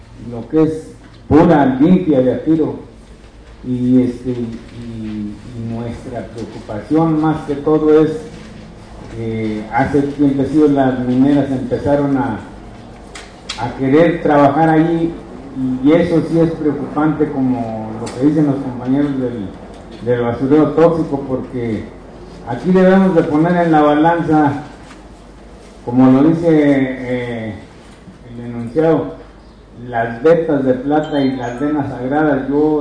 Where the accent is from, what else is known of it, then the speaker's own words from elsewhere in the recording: Ojo de Agua, San Luis Potosí, Mexico; vengo de la comunidad de Ojo de Agua, pertenezco al ejido del Salto y Anexo, en la Sierra de 14. Mi ubicación está a una altura de 2.382 metros sobre el nivel del mar